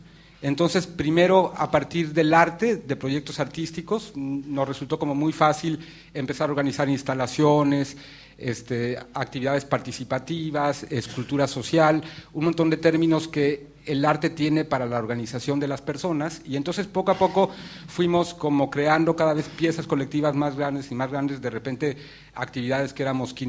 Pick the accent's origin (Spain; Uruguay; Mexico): Mexico; Yo vengo de México, pasé por aquí por una casualidad enorme. Nada más estoy 3 días aquí